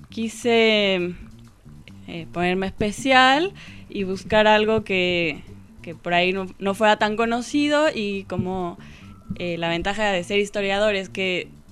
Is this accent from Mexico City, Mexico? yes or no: yes; Mexico City, Mexico; moved away as an adult; now in La Plata, Argentina; Claro, yo vengo de Ciudad de México.